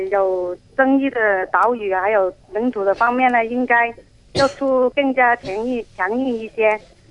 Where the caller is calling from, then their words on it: Guangzhou, Guangdong, China; 我是广州的。